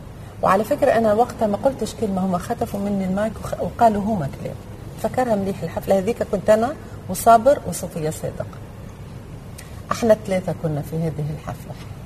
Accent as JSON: {"language": "Arabic", "country": "Tunisia", "said": "أنا تونسية في الأول وفي الآخر، أنا مع تونس"}